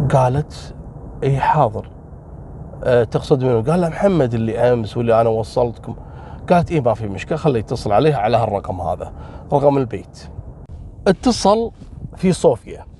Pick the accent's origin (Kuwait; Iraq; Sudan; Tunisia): Kuwait; والوضع عندنا بالكويت وين تشوف بنته تقعد وياها ب97 يعني،